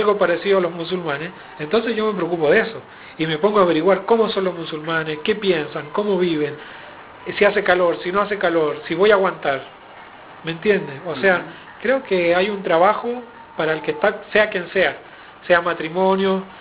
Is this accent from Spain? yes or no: no; Chile; Sí, tengo que decir sipo, porque los chilenos decimos sipo. Y a pesar de que a veces se me sale el acento argentino, ¿viste?